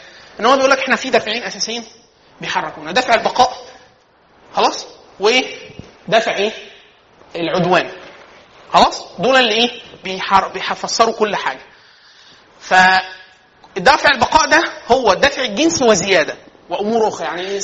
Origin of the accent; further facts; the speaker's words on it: Egypt; احنا كمصريين مثلا في اخر 2000 سنه ما شفناش وحش واحد